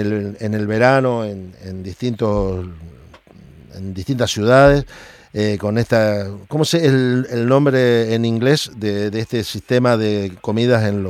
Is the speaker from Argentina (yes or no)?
yes; Argentina; Y como argentino, y aparte por saber con la seriedad que trabajan ustedes.